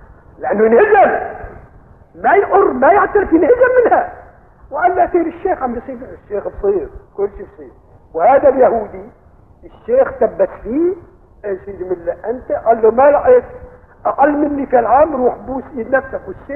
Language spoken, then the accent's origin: Arabic; Aleppo, Aleppo Governorate, Syria; هذا قضيب البال مشهور كان عندنا في حلب